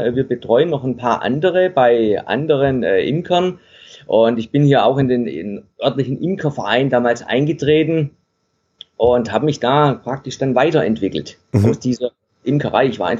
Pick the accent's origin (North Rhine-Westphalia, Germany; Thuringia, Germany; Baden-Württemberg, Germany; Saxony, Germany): Baden-Württemberg, Germany; now in Denmark; Ja, ursprünglich komme ich aus dem Stuttgarter Raum.